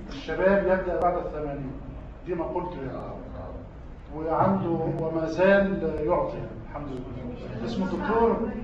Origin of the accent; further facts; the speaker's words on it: Egypt; احنا في عندنا في مصر لو تسمعوا عن تربية عين شمس